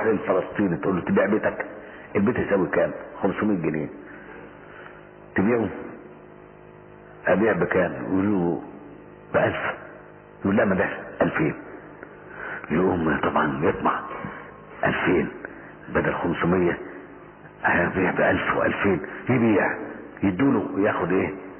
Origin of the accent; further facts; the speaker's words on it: Egypt; زي الإرهاب اللي عندنا في مصر كده